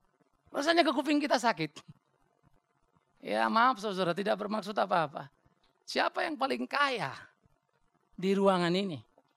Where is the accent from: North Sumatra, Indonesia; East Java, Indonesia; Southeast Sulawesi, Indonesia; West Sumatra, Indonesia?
North Sumatra, Indonesia; Apalagi saya orang Batak. Gak suka kau ya kita barang. Kau jual, ku beli.